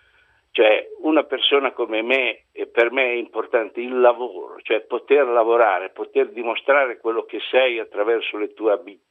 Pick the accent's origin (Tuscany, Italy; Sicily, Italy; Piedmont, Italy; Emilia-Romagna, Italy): Emilia-Romagna, Italy; Cesena; born there; now in Pesaro, Italy; Io sono nato a Cesena.